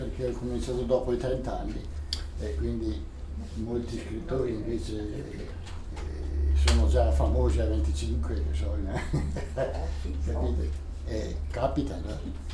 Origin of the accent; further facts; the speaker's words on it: Bolzano, Trentino-Alto Adige, Italy; born there; E sono nato a Bolzano